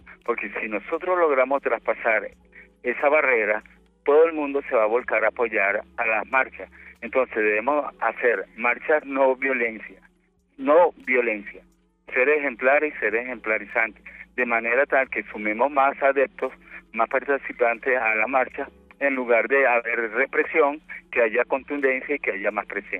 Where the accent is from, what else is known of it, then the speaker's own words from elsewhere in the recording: Caracas, Capital District, Venezuela; de La Pastora.